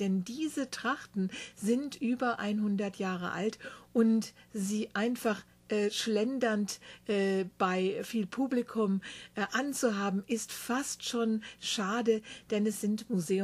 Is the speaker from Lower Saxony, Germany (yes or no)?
yes; Rinteln, Lower Saxony, Germany; der Rintelner Gegend, Bückeburg und Lindorf sind, die ich selber zusammengetragen habe, denn das ist meine Heimat bzw. die Heimat meines Vaters nahe Hannover im Norden Deutschlands